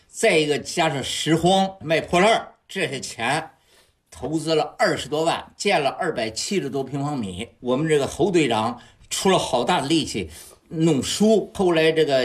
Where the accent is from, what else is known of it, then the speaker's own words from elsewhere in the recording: Hebei, China; 在河北省武夷县沈坡镇花园村。